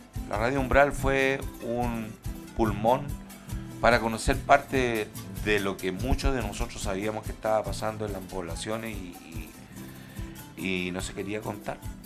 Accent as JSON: {"language": "Spanish", "country": "Chile", "said": "Y no olvidarnos, porque somos chilenos, antes que nada somos chilenos."}